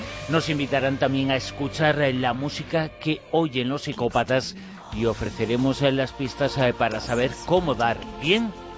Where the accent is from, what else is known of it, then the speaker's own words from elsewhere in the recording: Galicia, Spain; born there; No solamente es nuestra tierra, la tierra en la que nacimos muchos de los que estamos aquí, pero es que hoy todos somos paisanos de Galicia.